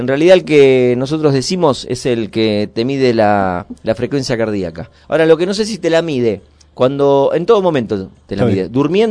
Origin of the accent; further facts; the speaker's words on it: Pilar, Buenos Aires Province, Argentina; Yo soy de Pilar. No soy de acá de la zona, soy de Pilar.